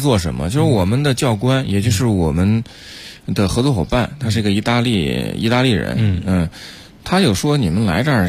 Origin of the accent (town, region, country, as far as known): China